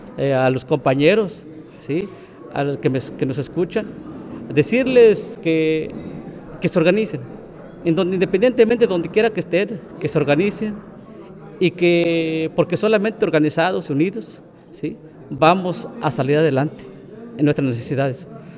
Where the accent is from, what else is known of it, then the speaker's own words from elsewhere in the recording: Limontitla, Veracruz, Mexico; vengo de la comunidad de Limontitla, perteneciente a los bienes comunales de Tocotitla, del municipio de Chicontepec.